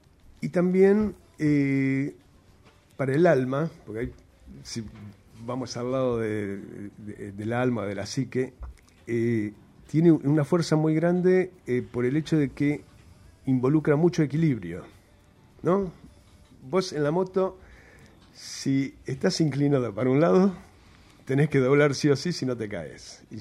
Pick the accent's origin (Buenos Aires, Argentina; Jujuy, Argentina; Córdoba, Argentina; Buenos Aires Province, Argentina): Jujuy, Argentina; Soy jujeño, sí. Y nací ahí en esta provincia, en la Tacita de Plata.